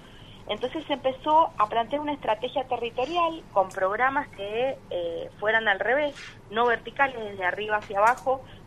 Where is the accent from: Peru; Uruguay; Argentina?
Argentina; Tupungato, Mendoza; Exactamente, y en este momento justamente estoy acá en Tupungato.